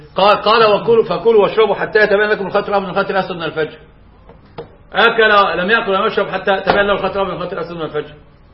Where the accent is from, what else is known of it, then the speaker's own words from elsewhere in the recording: Egypt; يعني عندنا في مصر استأجر رجل الشقة الى يوم الدين